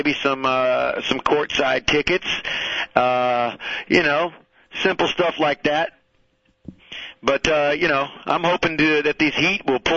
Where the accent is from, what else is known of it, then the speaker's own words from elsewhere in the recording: Miami, Florida, United States; now in Wellington, United States; Listen, man, I grew up right there in Miami, and wrote a song about it